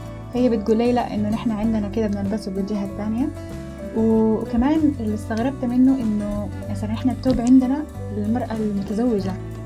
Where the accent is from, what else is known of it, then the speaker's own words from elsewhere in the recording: Sudan; also born or lived in Jordan / United Arab Emirates / Qatar; من السودان، بس أنا عشت في أكثر من حتة، عشت في الأردن، عشت في السودان، عشت في الإمارات، عشت في قطر،